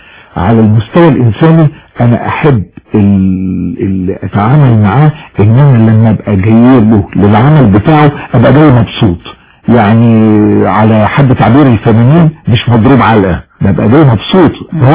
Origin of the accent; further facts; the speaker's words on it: Alexandria, Alexandria Governorate, Egypt; now in Cairo, Egypt; جيت من اسكندرية علشان أركز نشاطي يعني فني في القاهرة، فجيت على تقريبا سنة 73.